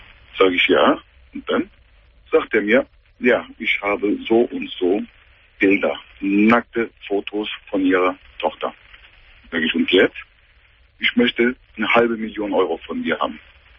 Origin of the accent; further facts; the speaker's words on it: Turkey; German is a second language; ich bin 39 Jahre alt. Ursprünglich bin ich ein Türke, komme ich aus der Türkei.